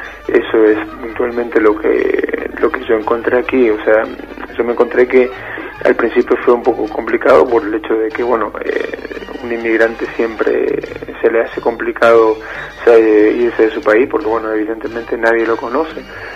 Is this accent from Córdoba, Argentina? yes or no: no; Formosa, Argentina; moved away; Soy de la ciudad de Formosa, de la capital de, bueno, de la provincia, y estoy acá hace 7 años.